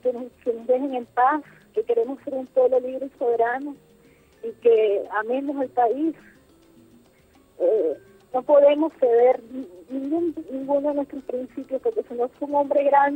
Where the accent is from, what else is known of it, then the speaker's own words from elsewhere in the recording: Venezuela; nos duele a los venezolanos